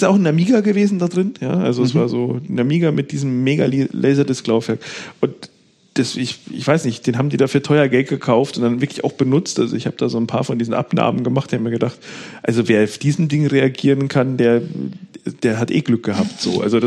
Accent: Bavaria, Germany; wie er so schön heißt bei uns in Bayern

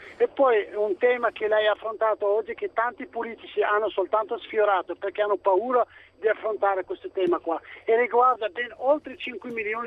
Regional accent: Morocco; now in Italy; io sono 25 anni che vivo in Italia

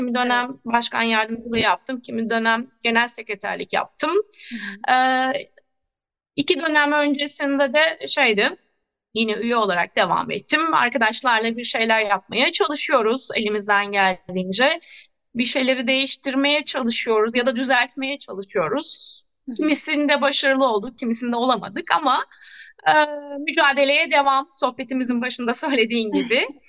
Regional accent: Görele, Giresun, Turkey; Giresun Göreleliyim. İlkokulu Görele'de okudum.

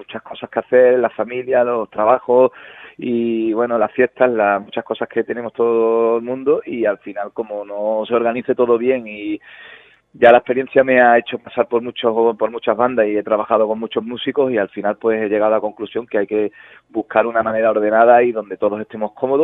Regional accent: Huelva, Andalusia, Spain; now in Burgos, Spain; porque somos de Burgos, sí, sí. Aunque yo soy de Huelva, llevo aquí 3 años así aproximadamente.

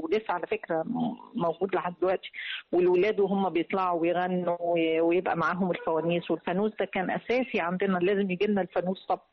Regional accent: Minya, Minya Governorate, Egypt; أنا بلدي المنيا، أنا صعيدية من المنيا وبعتز بيها طبعا، عروس الصعيد من أجمل بلاد الصعيد

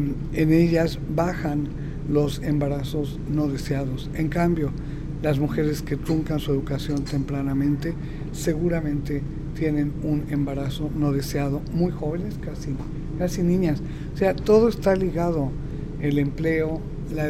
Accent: Mexico; las policías todas corruptas, no responden a una policía capaz de garantizar, policía preventiva, quiero decir, ¿no?, seguridad a la gente, y es verdaderamente dramático. En México nos levantamos todos los días contando cuántos

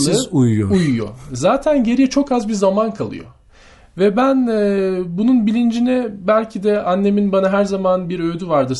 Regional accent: Ankara, Turkey; born there; 1983 Ankara doğumluyum.

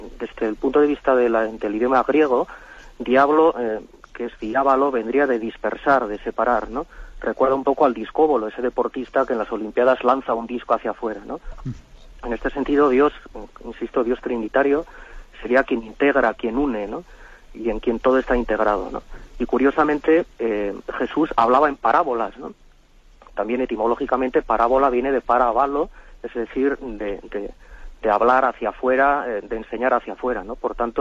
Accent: Navarre, Spain; de Navarra.

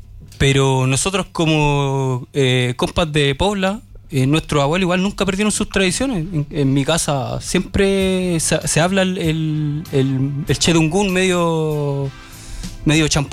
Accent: Cerro Navia, Santiago Metropolitan Region, Chile; venimos de Cerro Navia y la vaya, como acá en todas las poblas

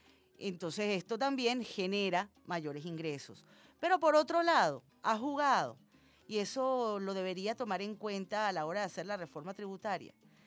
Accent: Venezuela; el resultado de nuestros aportes como venezolanos y venezolanas responsables

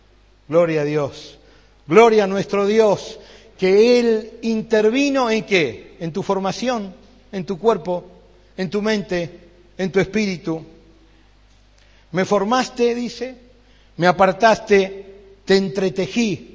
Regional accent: Buenos Aires, Argentina; Allá yo cuando éramos pibes en Buenos Aires, tomamos el colectivo

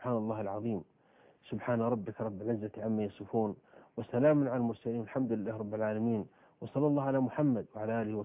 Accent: Saudi Arabia; عندنا في السعودية قبل 3 سنوات في البر

